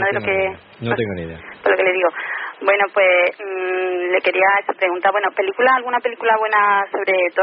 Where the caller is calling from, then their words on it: Córdoba, Andalusia, Spain; llamo de Córdoba.